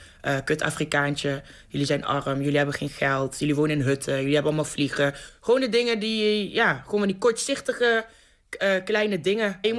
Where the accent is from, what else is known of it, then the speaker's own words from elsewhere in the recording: Lieshout, North Brabant, Netherlands; Ik ben opgegroeid in Lieshout. Ik was de enige donkere meid van mijn complex, helemaal met immigrantouders, in het dorp.